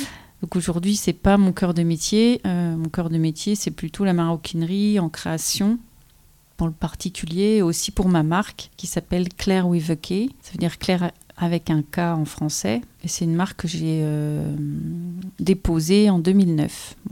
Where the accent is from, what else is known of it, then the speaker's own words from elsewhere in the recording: Remiremont, Grand Est, France; born there; je suis née à Remiremont. J'ai un atelier artisanal qui se trouve à Basse-sur-le-Rue, puisqu'aujourd'hui j'habite Basse-sur-le-Rue. Ça se trouve entre Vanier et la Bresse.